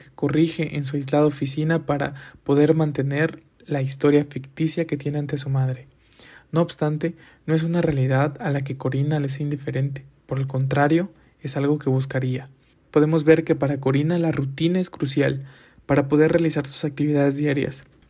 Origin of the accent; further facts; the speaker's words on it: Mexico; realidades que como mexicanas y mexicanos vivimos y nos traspasan de diferentes formas en nuestro día a día